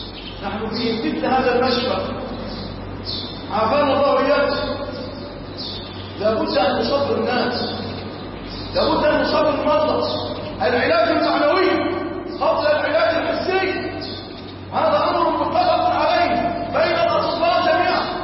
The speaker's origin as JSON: {"language": "Arabic", "country": "Egypt", "said": "اللهم اجعل بلادنا مصر وسائر بلاد"}